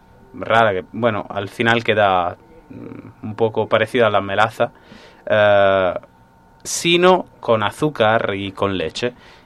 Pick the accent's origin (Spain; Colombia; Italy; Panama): Italy; Sardinia; Spanish is a second language; Es una tradición, por lo visto, propia de mi pueblo. Por lo menos yo no he hablado con gente de los pueblos alrededores y del resto de Cerdeña